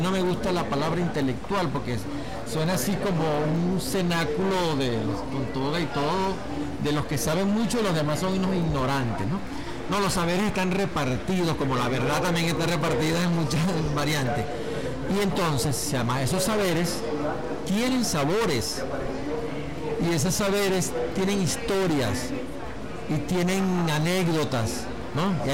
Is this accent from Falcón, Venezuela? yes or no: no; El Tigre, Anzoátegui, Venezuela; cuando yo voy a mi pueblo, al Tigre, él tiene un cielo muy particular.